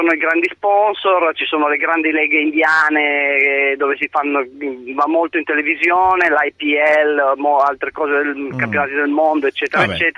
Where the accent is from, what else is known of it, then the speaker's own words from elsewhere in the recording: Turin, Piedmont, Italy; Ma io sono di Torino, sono un modesto tifoso, molto poco appassionato, diciamo, di calcio